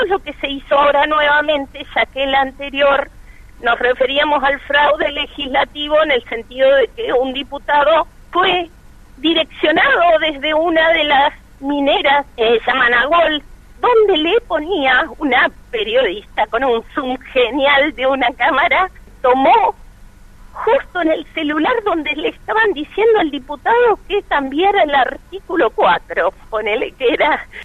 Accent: Santa Cruz, Argentina; Personalmente soy de Santa Cruz, hay cantidad de mineras.

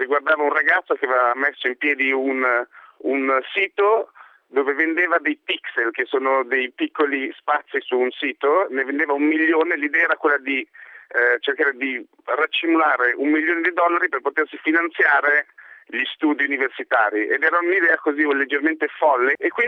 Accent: Lombardy, Italy; quando ero nel mio paesino in provincia di Pavia

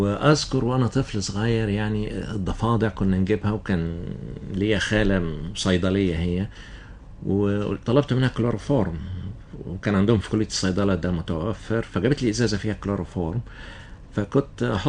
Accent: Cairo, Cairo Governorate, Egypt; إنما بدأنا فيها برضو طفولتي كانت في القاهرة.

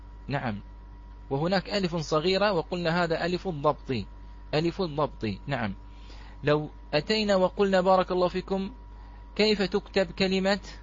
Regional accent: Bahrain; هذه بالعامية عندنا في البحرين، نقول يا الله

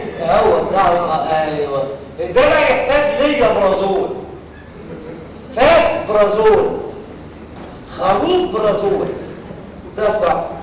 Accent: Egypt; طب انا كمصري محدش فينا بيعمل كده

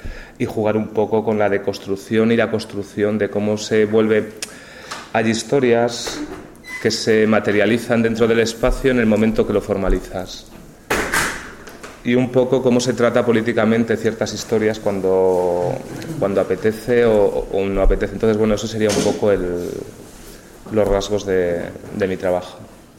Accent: León, Castile and León, Spain; soy de aquí de León

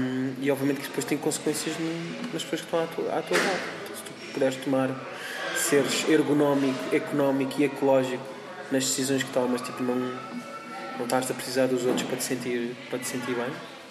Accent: Portugal; Tipo, sou Tuga, nesse sentido sou bué da Tuga.

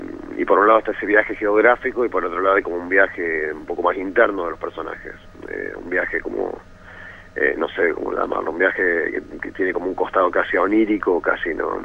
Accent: Córdoba, Argentina; no creo que soy el único cordobés en todo el equipo

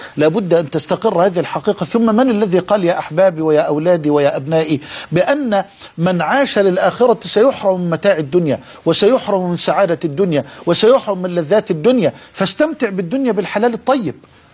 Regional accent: Egypt; في عندنا في مصر

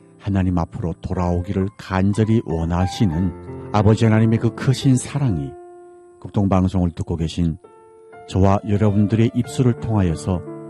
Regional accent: North Korea; now in Seoul, South Korea; 지금까지 진행해 저는 탈북민

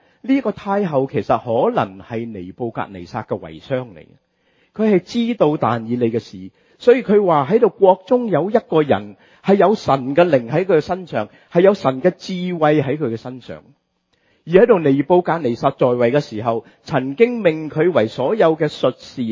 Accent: Hong Kong; 我們香港人喜歡說人家沒有腰骨，是吧？

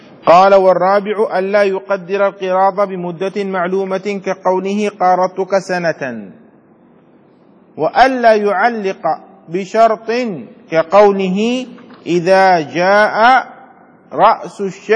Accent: Yemen; يعني عندنا في اليمن على سبيل المثال نحن بجانب الصومال

